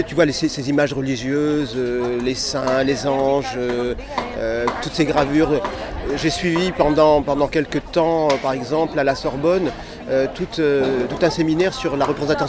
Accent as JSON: {"language": "French", "region": "Provence-Alpes-Côte d'Azur", "country": "France", "tie": "born or raised there", "said": "beaucoup bougé, en fait, voilà, parce qu'avec un papa dans l'armée, on passe de caserne en caserne, alors donc voilà... Mais j'ai grandi aussi en Provence"}